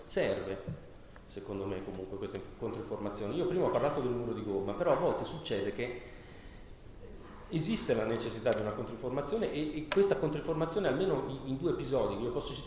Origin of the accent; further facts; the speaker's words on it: Bologna, Emilia-Romagna, Italy; Io vengo da Bologna